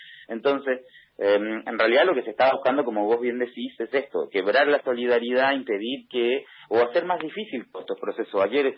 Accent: Chile; Yo soy chileno, digamos, y conozco mucho de estos procesos

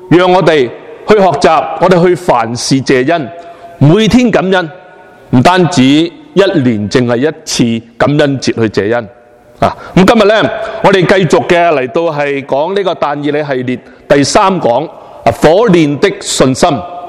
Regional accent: China; 我们中国人呢其实都有一个非常好的传统

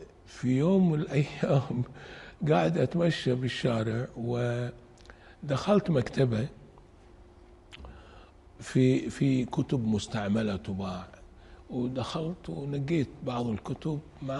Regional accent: Kuwait; قررت انه اترك دراسة الطب واروح ارجع الى ديرتي الكويت واقرأ

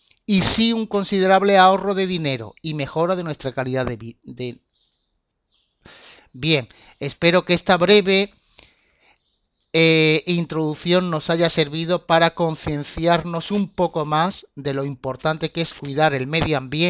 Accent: Málaga, Andalusia, Spain; Soy de Málaga y gerente de una empresa de formación

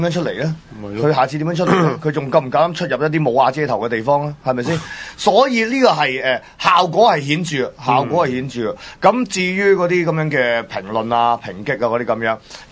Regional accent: Hong Kong; 话俾大家听，我哋香港人系做到噶嘛

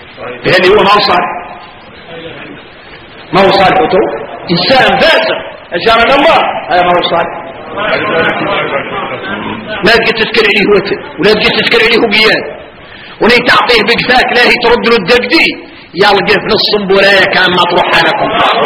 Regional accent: Mauritania; واحنا موريتاني

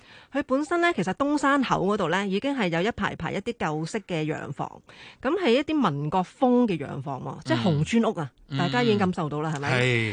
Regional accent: Hong Kong; 因為我哋香港人咧，而家出唔到國啊嘛

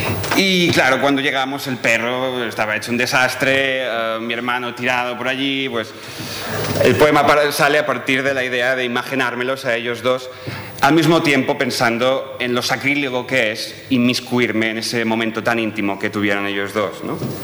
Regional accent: Spain; first language Catalan; Spanish is a second language; mi lengua materna es el catalán y aunque tiendo a escribir en castellano, no estoy parando de traducir en todo momento

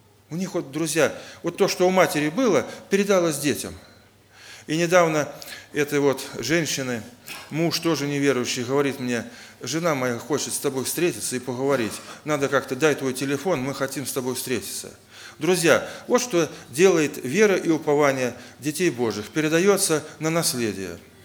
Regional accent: Oryol, Oryol Oblast, Russia; Также я из Орла, из Орловской церкви.

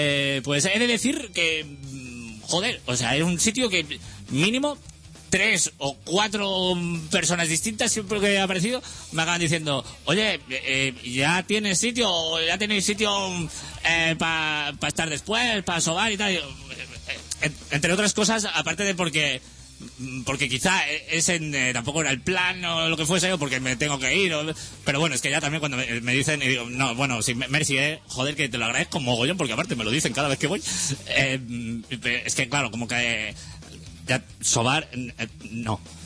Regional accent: Catalonia, Spain; Pues se supone que como catalán que soy, pocas

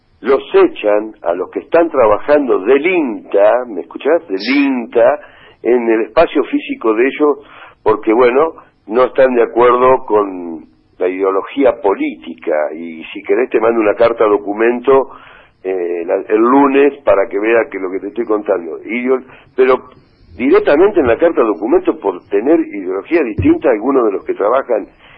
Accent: Benito Juárez, Buenos Aires Province, Argentina; born there; Y soy nacido acá en Juárez.

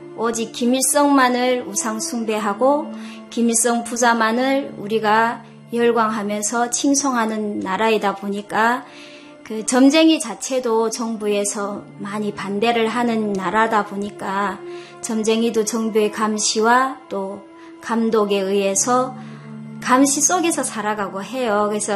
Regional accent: North Korea; now in China; 중국에 넘어왔던 것이 그 땅을 내가 나서 자란 그 땅을 나올 수밖에 없게 되었거든요. 그래서 중국에 와서 지금의 남편을 만나서 1년 반 동안 살면서

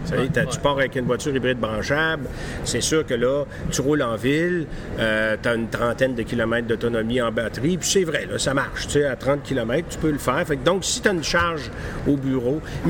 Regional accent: Quebec City, Quebec, Canada; je retourne dans mon patelin à Québec, ma merveilleuse ville

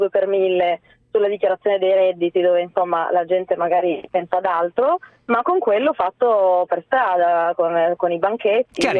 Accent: Piedmont, Italy; io vengo dal Piemonte

